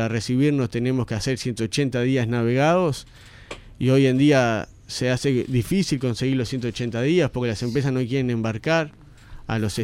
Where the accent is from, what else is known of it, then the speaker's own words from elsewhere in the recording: Montevideo, Uruguay; soy de La Teja también, claro, de Tres Ombúes, para ser más específico